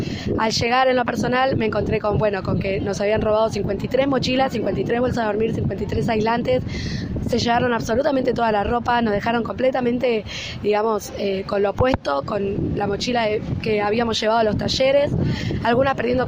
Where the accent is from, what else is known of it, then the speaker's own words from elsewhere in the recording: La Matanza, Buenos Aires Province, Argentina; soy del oeste de La Matanza de Buenos Aires.